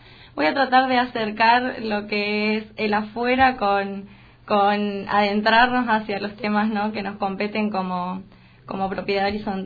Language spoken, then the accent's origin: Spanish; Charata, Chaco, Argentina; now in Buenos Aires, Argentina; somos nosotros de Charata los que venimos a poblar, si se quiere, la capital del país